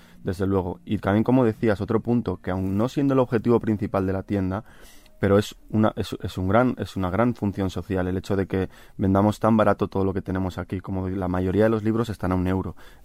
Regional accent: Bilbao, Basque Country, Spain; Yo soy vasco, soy de Bilbao

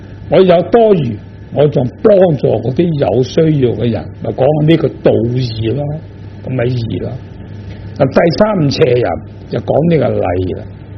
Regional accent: China; 我们中国人

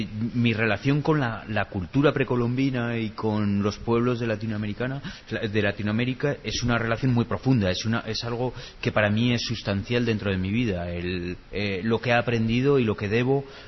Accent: Zaragoza, Aragon, Spain; now in Los Angeles, United States; Yo quizás soy más zaragozano en Los Ángeles que cuando viví en mi ciudad

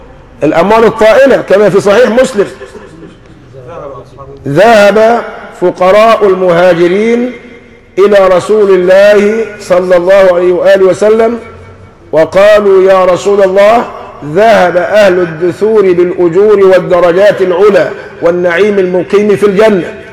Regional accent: Egypt; نحن كمصريين عورنا في عدم العمل

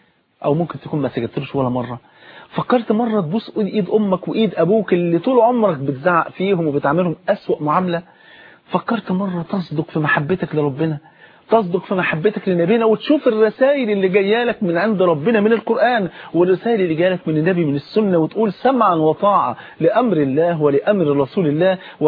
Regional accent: Egypt; عندنا في مصر هنا

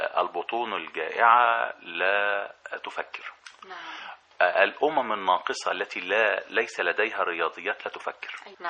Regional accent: Egypt; عندنا في مصر مجموعة خبراء غير عاديين وإمكانياتهم غير عادية

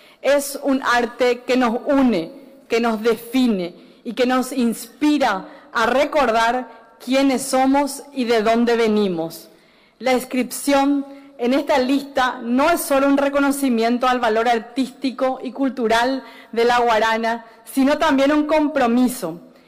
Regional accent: Paraguay; nuestro hermoso sentimiento de solidaridad como pueblo paraguayo

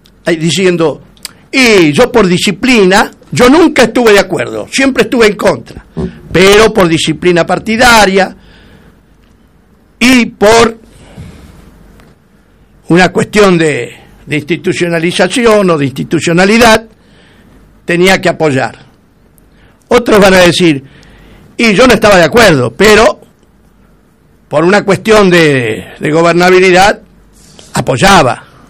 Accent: Argentina; Yo no soy ni macrista ni kirchnerista, soy argentino.

